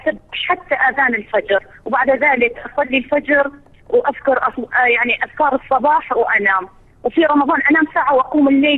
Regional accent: Iraq; Arabic is a second language; وإحنا نازحين وفقدنا كل ما نملك في العراق في الوقت الحالي

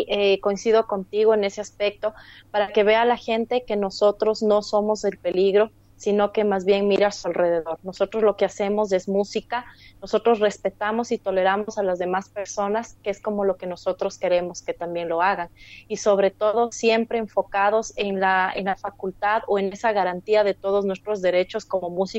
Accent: Ecuador; el apoyo que te mereces como artista ecuatoriano acá

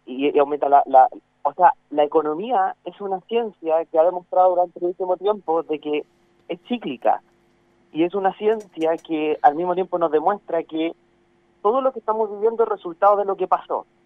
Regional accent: Chile; yo creo que es la actitud mínima que tenemos que tener como chilenos, en verdad

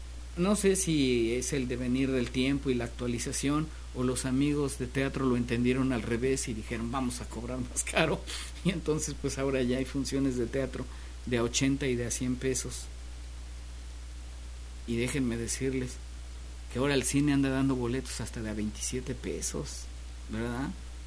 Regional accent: Xalapa, Veracruz, Mexico; Quienes somos nativos de Jalapa recordamos por allí la terminal de autobuses

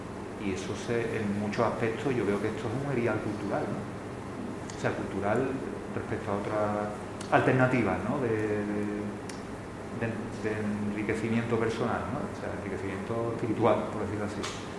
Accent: Seville, Andalusia, Spain; A ver, bueno, yo soy de Sevilla y bueno, y me interesa un poco.

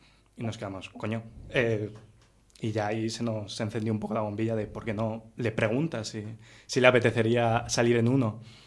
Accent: Castile and León, Spain; Ah, también soy del Bierzo.

